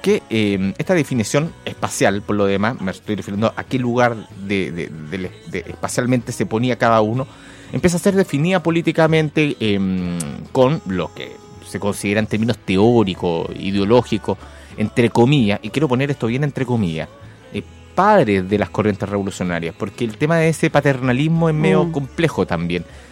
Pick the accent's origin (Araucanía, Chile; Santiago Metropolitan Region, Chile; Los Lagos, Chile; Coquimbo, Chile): Santiago Metropolitan Region, Chile; Maipú; Yo me crié en Maipú. Me crié en los límites de Maipú, donde uno iba precisamente a la parte de los poteros a jugar.